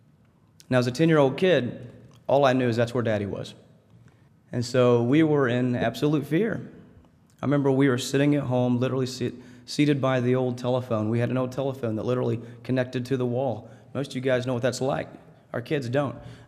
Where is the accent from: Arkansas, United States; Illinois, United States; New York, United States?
Arkansas, United States; Harrison; I was from Harrison, Arkansas. I grew up on a farm. We rarely got away from Harrison, Arkansas on the farm.